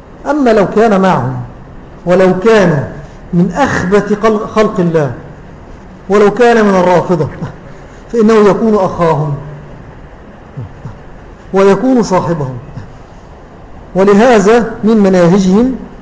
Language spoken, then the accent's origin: Arabic; Syria; الذي عندنا في سوريا كتب هذه العبارة في أحد مؤلفاته